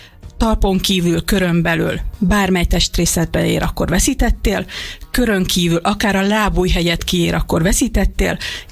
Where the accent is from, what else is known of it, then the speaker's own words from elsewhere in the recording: Szolnok, Jász-Nagykun-Szolnok, Hungary; Hát itt Magyarországon 2001 volt az első magyar bajnokság, amit éppen Szolnok rendezett a szülővárosom